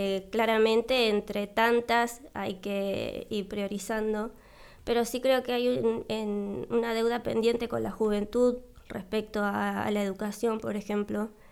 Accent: San Martín, Argentina; yo soy nacida y criada acá en San Martín.

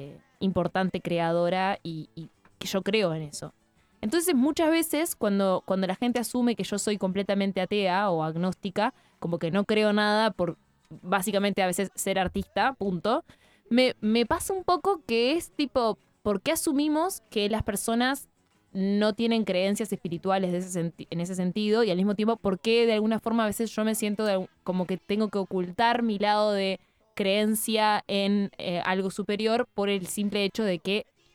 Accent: Valdense, Colonia, Uruguay; Ese es el himno de mi pueblo, chiquilines.

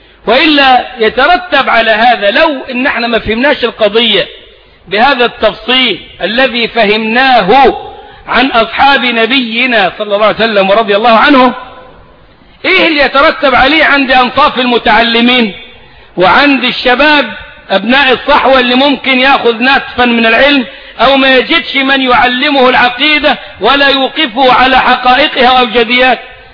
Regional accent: Egypt; ده مفتاح كلامنا كمصريين

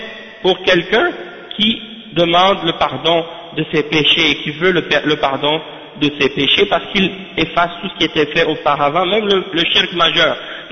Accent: Haiti; quand je leur dis je viens d'Haïti

